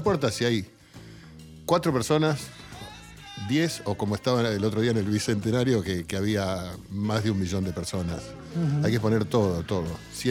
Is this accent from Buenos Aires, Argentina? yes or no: yes; Buenos Aires, Argentina; yo me crié en Barracas, yo me crié en un barrio de tango.